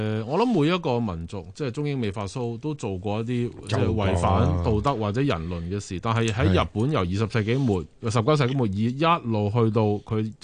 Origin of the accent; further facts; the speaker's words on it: China; 我作為一個中國人嚇，亦都係即係侵華受害者嘅後人